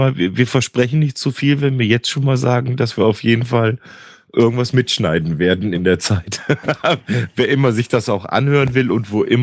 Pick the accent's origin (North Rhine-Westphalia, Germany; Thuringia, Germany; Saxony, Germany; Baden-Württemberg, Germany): North Rhine-Westphalia, Germany; Cologne; ich bin ja da in Köln groß geworden